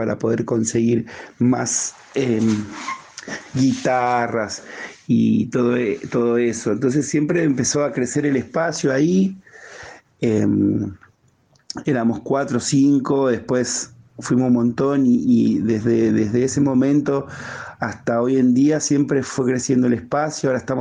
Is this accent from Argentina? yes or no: yes; Buenos Aires, Argentina; Soy de Capital Federal, Argentina, en el barrio de Barracas y dentro del barrio de Barracas en una villa, en la villa 2124. Nací acá, vivo acá